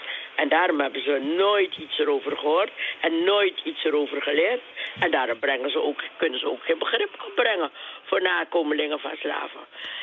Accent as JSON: {"language": "Dutch", "country": "Suriname", "said": "We moeten als Surinamers moeten we ook goed nadenken"}